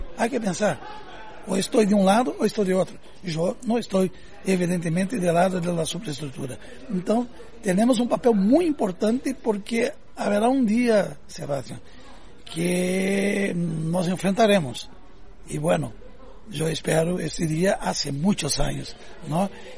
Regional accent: Brazil; Spanish is a second language; Y yo soy un trovador brasileño

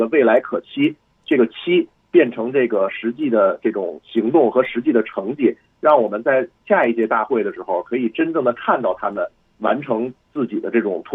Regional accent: China; 那么作为一个中国人，我也就会感到非常自豪的。

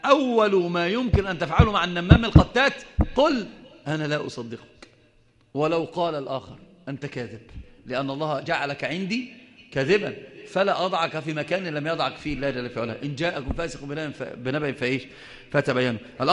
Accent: India; first language Urdu; Arabic is a second language; كان انا جئت من الهند، فلغه الاردو يعني هي اللي ايه اللغه العربيه مش مساعداني

